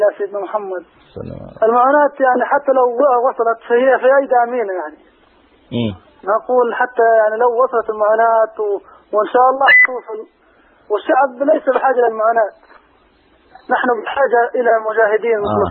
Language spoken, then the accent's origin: Arabic; Gaza, Gaza Strip, Palestine; أنا من أهل غزة وسكن رفح.